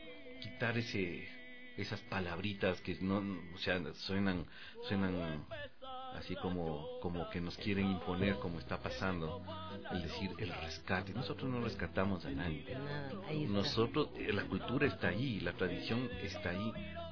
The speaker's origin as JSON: {"language": "Spanish", "country": "Ecuador", "said": "es una manera de reconocernos como ecuatorianos, verdaderos ecuatorianos"}